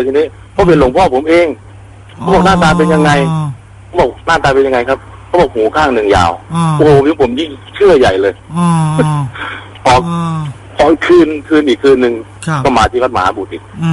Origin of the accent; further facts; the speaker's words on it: Chaiyaphum, Thailand; ผมก็ถามผมว่ามาจากไหนผมบอกผมมาจากชัยภูมิ